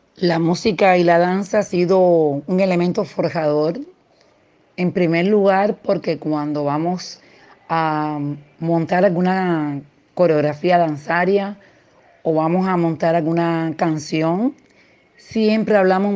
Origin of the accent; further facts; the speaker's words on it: Cuba; soy de Cuba